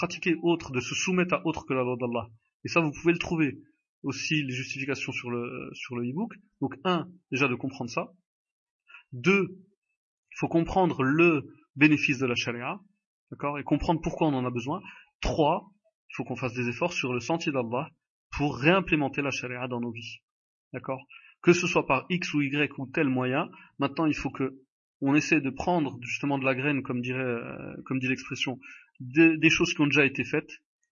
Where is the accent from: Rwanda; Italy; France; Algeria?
France; born there; nous les Marocains, quand on va au consulat du Maroc, si vous êtes donc comme moi je suis né en France